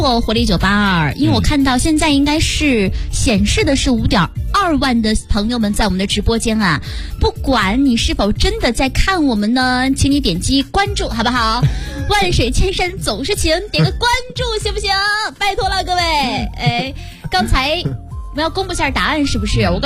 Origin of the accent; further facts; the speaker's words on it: Shandong, China; 不是因为我是山东人我才说这句话的